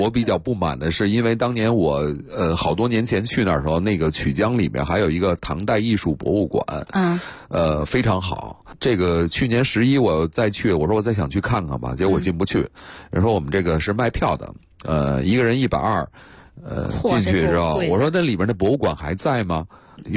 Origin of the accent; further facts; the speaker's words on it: Japan; Chinese is a second language; 我日本人现在有些寺庙依然还在用夯土墙